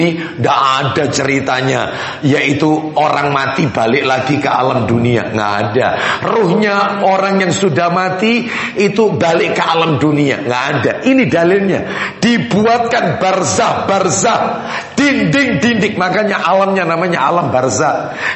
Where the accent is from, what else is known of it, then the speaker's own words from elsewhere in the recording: Surabaya, East Java, Indonesia; also born or lived in Sepanjang; Saya asli Nyamplungan, Surabaya, Ampel iya. Tapi lama di Sepanjang. Jadi masih kecampur-kecampur ini ya.